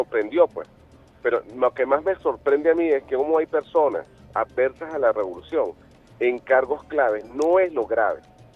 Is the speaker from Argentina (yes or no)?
no; Venezuela; Entonces, no es que nosotros como venezolanos, revolucionarios, no creamos en las acciones